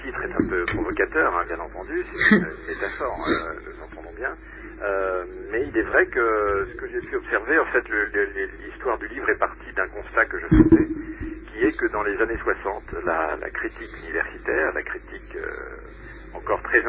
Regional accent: France; Donc en France, puisque je suis français, j'habite Paris.

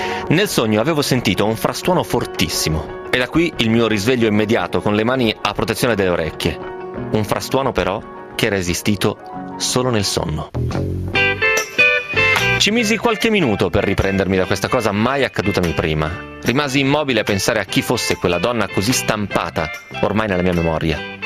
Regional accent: Bologna, Emilia-Romagna, Italy; Bologna si sta bene, io sono un bolognese doc

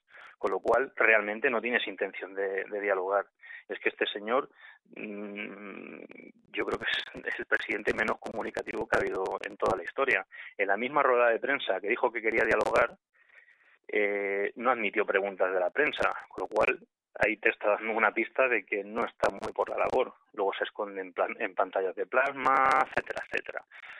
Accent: Catalonia, Spain; un ciudadano catalán. Yo nací aquí en Cataluña y, bueno, mi padre es catalán, mi madre es de Jaén, es andaluza, pero todos mis abuelos son andaluces. Pero, bueno, yo he nacido aquí en Cataluña y, bueno, me siento catalán

